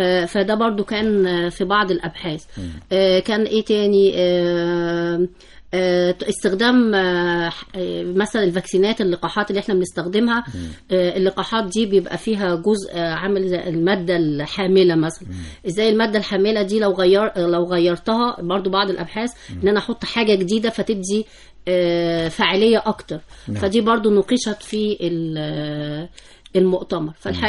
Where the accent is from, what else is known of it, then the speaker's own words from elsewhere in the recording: Egypt; الحقيقة احنا كبيئة مصرية طبعا بنعاني من أمراض كتيرة